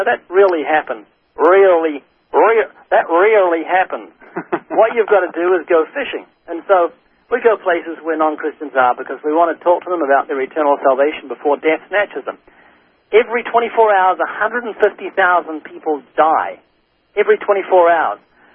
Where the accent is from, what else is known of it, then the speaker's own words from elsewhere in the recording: New Zealand; born there; I was born in New Zealand twice.